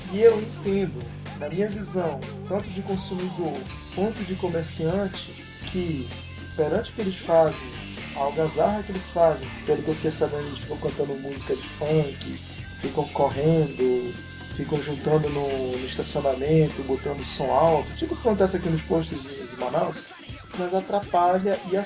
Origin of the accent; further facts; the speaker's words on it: Argentina; Só porque eu sou argentino.